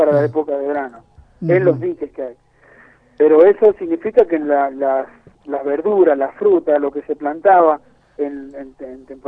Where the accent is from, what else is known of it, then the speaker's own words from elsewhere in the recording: San Juan, Argentina; Y bueno, así somos los sanjuaninos, ¿viste? Acá es un negocio para muy pocos.